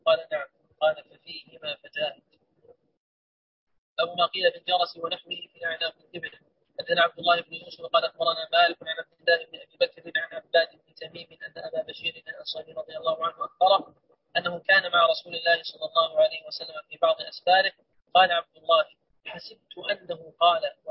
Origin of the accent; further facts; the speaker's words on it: Sudan; يقولون عندنا في السودان ضامن 5 و10